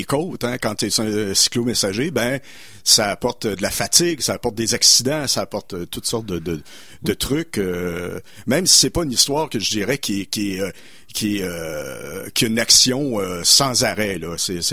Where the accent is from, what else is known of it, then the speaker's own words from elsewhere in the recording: Sherbrooke, Quebec, Canada; also born or lived in Magog; Moi, je viens de Magog, j'ai été élevé à Sherbrooke, on pourrait dire Sherbrooke aussi